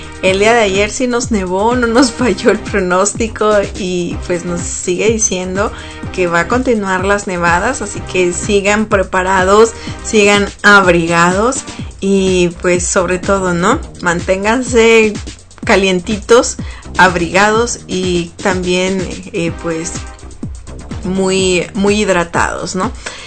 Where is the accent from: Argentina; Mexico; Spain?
Mexico; Sonora; En la frontera con México, de donde yo soy, de Sonora